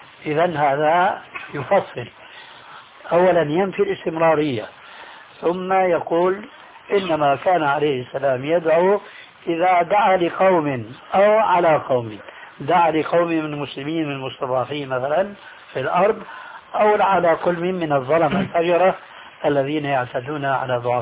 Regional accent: Syria; وكما يقولون عندنا في سوريا

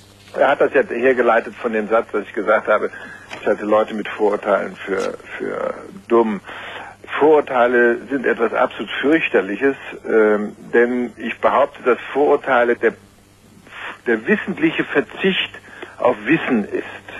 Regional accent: Heidelberg, Baden-Württemberg, Germany; also born or lived in Tokyo, Japan / France / United States; Ich bin in Tokio geboren, habe die ersten 4 Jahre in Japan verbracht. Dann bin ich eine Zeit lang in Heidelberg in die Schule gegangen, dann in Frankreich, dann wieder in Deutschland studiert. Dann habe ich in Amerika ein Jahr studiert.

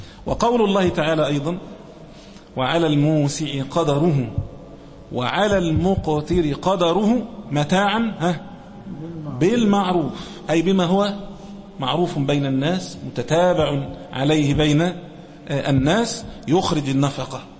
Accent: Egypt; مثلا عندنا في مصر هنا عرفا

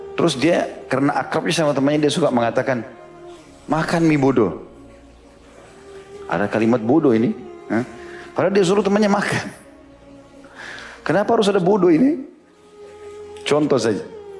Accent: Makassar, South Sulawesi, Indonesia; karena kebetulan juga saya dari Makassar gitu kan. Tapi ada tradisi kami di Makassar

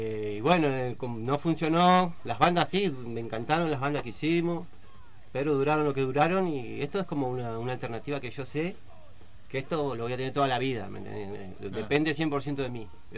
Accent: Mar del Plata, Buenos Aires Province, Argentina; also born or lived in Comodoro Rivadavia; Yo lo que me acuerdo de chico de Mar del Plata. Porque de ahí, yo nací nomás ahí.

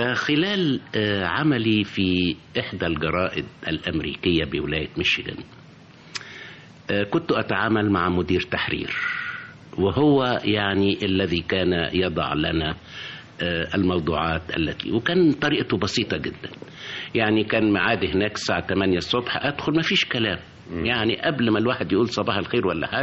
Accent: Abu Tig, Asyut Governorate, Egypt; وأنا نشأت يعني في الصعيد، إنما يعني كان عالم القاهرة وما يجري

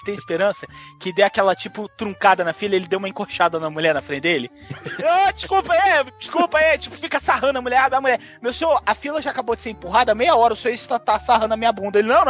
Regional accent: Bahia, Brazil; E aí, ó, eu sou baiano e tal, nasci na Bahia.

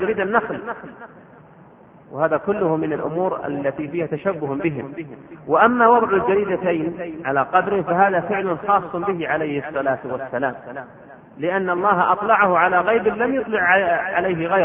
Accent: Riyadh, Riyadh Province, Saudi Arabia; وعندنا في الرياض وغيرها يشدد في هذا الموضوع

